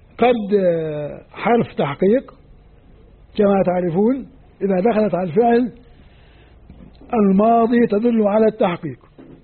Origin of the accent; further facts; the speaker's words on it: Jordan; عندنا في الأردن بيقولوا هذا 12 عين عند وادي موسى جنب البتراء